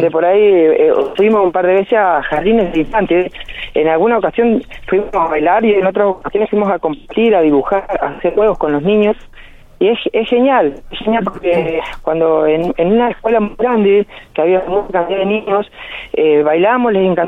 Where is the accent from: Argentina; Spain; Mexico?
Argentina; como argentino, estoy muy orgulloso de la Argentina que tenemos